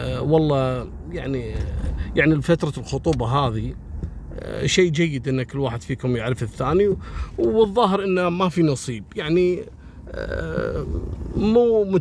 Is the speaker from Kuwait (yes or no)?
yes; Kuwait; يعني شفتوا مثل القصص هذه كانت عندنا في الكويت أمر مفزع